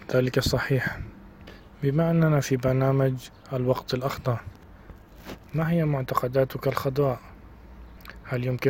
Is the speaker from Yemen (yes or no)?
no; Lebanon; هنا في بلدي لبنان مشكلة النفايات كبيرة جدا